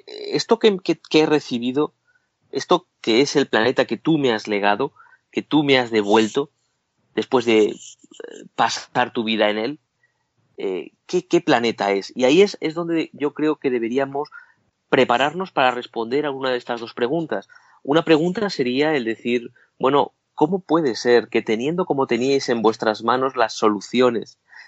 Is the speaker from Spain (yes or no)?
yes; Spain; Yo soy castellano